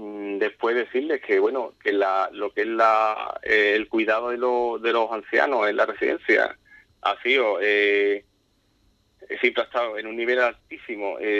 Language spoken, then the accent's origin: Spanish; Ubrique, Andalusia, Spain; pero yo soy de Ubrique y a mí mi cuerpo me duele, ¿no?